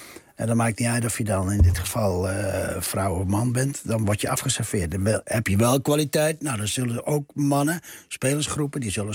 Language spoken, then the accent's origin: Dutch; Netherlands; En ik kwam uit de Nederlandse cultuur.